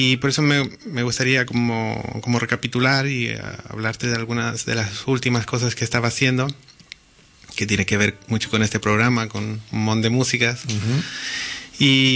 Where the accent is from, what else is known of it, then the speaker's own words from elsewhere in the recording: Chile; Y vuelvo con mi familia a mi tierra.